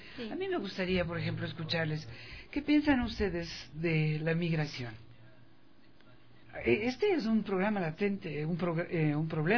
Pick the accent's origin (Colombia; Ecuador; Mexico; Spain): Ecuador; nosotros como ecuatorianos tenemos algunas historias de migración.